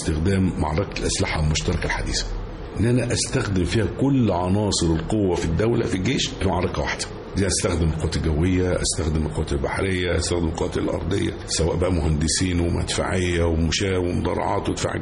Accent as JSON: {"language": "Arabic", "town": "Port Said", "region": "Port Said Governorate", "country": "Egypt", "tie": "born or raised there", "said": "فلما تهجر من بورسعيد ورحنا عندنا في المنصورة ساحة عند أهله وكده، لكن البيتي بيتي"}